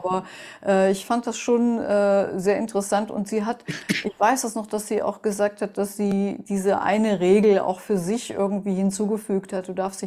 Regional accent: Melle, Lower Saxony, Germany; Ich bin ja aufgewachsen in Melle, das ist so eine Kleinstadt zwischen Wiehengebirge und Teutoburger Wald und 25 Kilometer entfernt liegt Osnabrück.

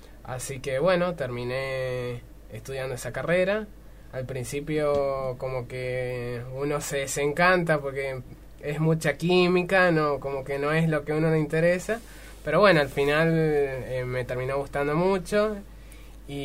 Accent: San Luis, Argentina; Yo estudié, bueno, yo soy de San Luis. Y en San Luis estudié la licenciatura en biología molecular

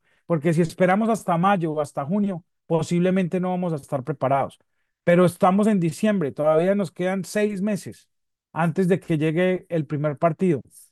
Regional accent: Colombia; Y resulta que nosotros vinimos como colombianos después de que Colombia le ganó a Argentina 5-0 en Buenos Aires

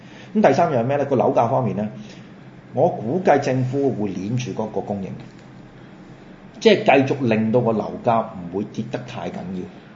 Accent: Macau; 即係站在一個譬如好似我同你咁樣喺個地方土生土長嘅，我哋當然有一種感情喺度啦。

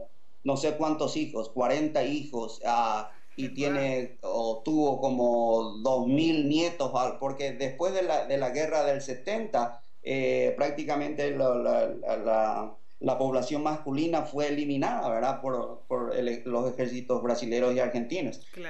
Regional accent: Paraguay; moved away; salí muy joven del Paraguay, entonces no pude indagar mucho sobre mi familia.

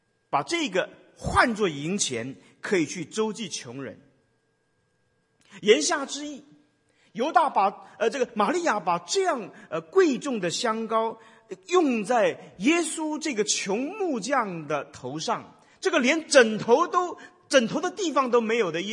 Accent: China; 有一点像我们中国人的所谓的女儿红那样的一个酒

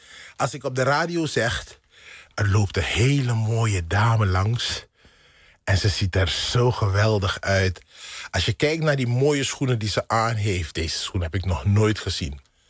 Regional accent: Netherlands; Omdat wij hier in Nederland als Nederlander de hongersnood hebben meegemaakt.

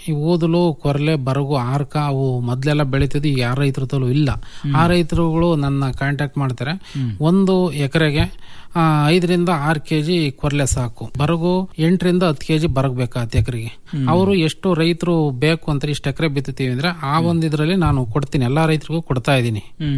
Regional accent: Bhatrahalli, Karnataka, India; ನಮ್ದು ಮೂಲತಃ ಚಿಕ್ಕನಾಯಕನಹಳ್ಳಿ ತಾಲೂಕು ಭಟ್ರಹಳ್ಳಿ ಅಂತ ಹಳ್ಳಿ.

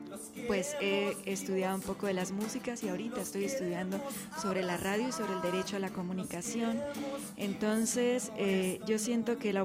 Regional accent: Zapatoca, Santander, Colombia; now in Mexico; hice parte de la fundación de una radio comunitaria en mi pueblo, en Colombia, que se llama Zapatoca

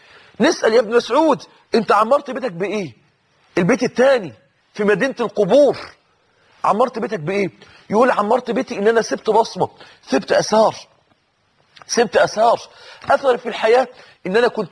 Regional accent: Mansoura, Dakahlia, Egypt; أحد الناس اللي عاشوا معانا عندنا في المنصورة في نفس المسجد اللي كنا فيه

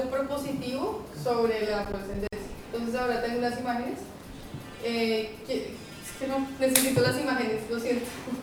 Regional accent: Bogotá, Colombia; also born or lived in Boston, United States; Sí, de Bogotá, sí. Sí. Pero cuando era pequeña viví en Boston, en Estados Unidos, y viví...

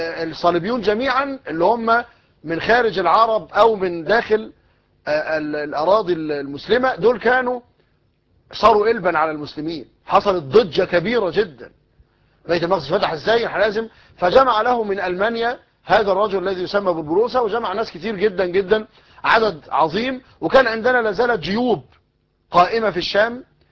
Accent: Egypt; المثل الدارج عندنا في مصر يقول لك غرق في شبر مية

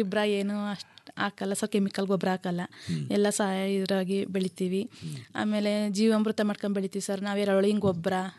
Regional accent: Adugur, Karnataka, India; ನಮ್ಮದು ಅಡುಗೂರು ಸರ್.

